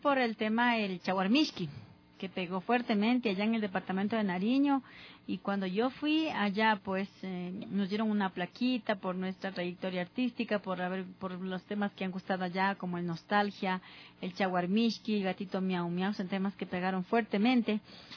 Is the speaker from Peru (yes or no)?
no; Ecuador; no soy de Colombia, soy ecuatoriana.